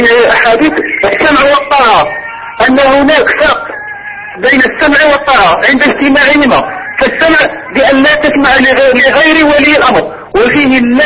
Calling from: Algeria; هنا في الجزائر

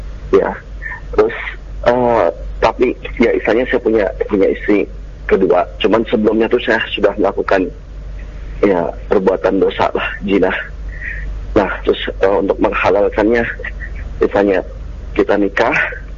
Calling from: Tangerang, Banten, Indonesia; Saya dari Tangerang.

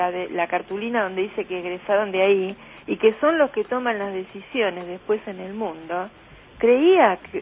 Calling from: Ciudad Evita, Buenos Aires Province, Argentina; de Ciudad Evita

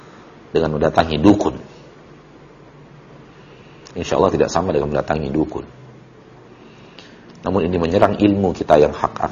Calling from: Bukittinggi, West Sumatra, Indonesia; Saya dari Bukit Tinggi

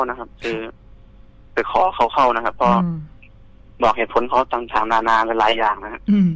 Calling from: Pathum Thani, Thailand; ตอนนี้อยู่ที่ปทุมธานีครับ

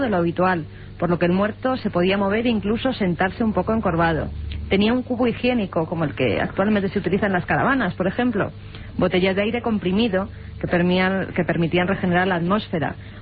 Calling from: Peñaflor, Andalusia, Spain; de Sevilla y quería contaros la historia del abuelo de mi amiga Maricruz. Según cuentan, en mi pueblo, Peñaflor

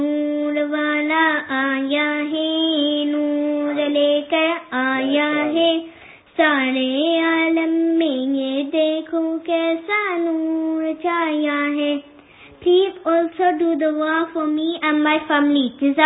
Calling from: London, United Kingdom; I'm calling from London.

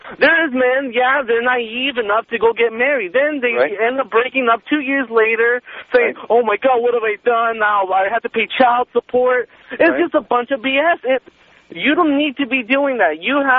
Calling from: Venezuela; moved away; I barely moved into the States maybe, a year ago? I'm from Venezuela.

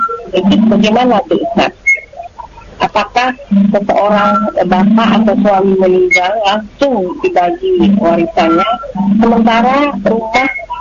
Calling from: Padang, West Sumatra, Indonesia; saya dari Sumbar, Padang.

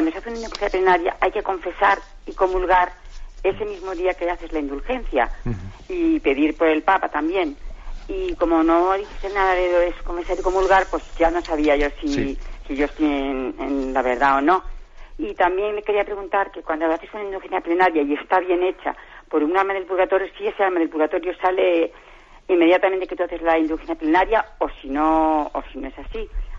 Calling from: Móstoles, Community of Madrid, Spain; de Móstoles.

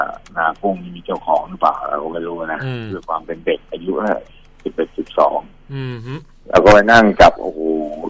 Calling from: Nonthaburi, Thailand; นนทบุรีครับ

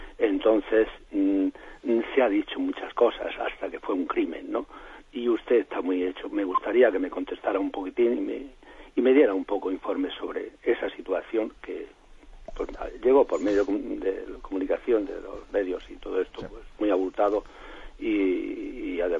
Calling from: Murcia, Region of Murcia, Spain; de Murcia.

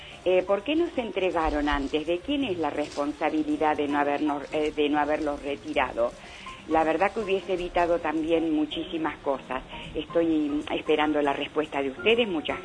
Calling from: San Isidro, Buenos Aires Province, Argentina; de San Isidro.

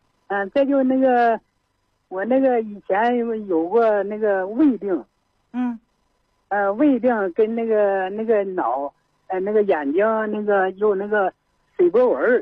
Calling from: Qiqihar, Heilongjiang, China; 哎，我是齐齐哈尔的。

